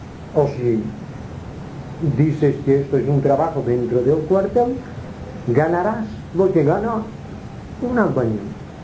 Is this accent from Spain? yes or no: yes; Palma, Balearic Islands, Spain; also born or lived in Inca; yo nací en Inca, me trajeron a Palma, que era un niño muy pequeñito